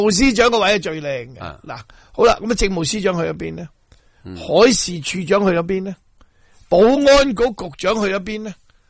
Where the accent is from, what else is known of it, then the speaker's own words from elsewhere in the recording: Hong Kong; 你所以我哋香港人要。